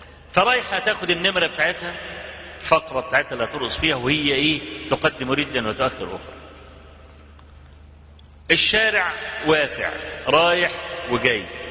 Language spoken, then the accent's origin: Arabic; Egypt; عندنا في مصر